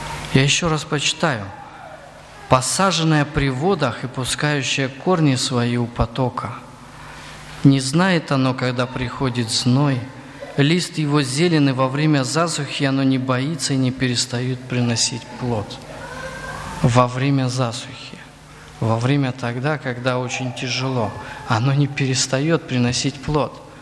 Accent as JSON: {"language": "Russian", "region": "Crimea", "country": "Ukraine", "tie": "born or raised there", "said": "Поэтому на юге, вот где я вырос, в Крыму, тополя сажали вот квадратами такими большими."}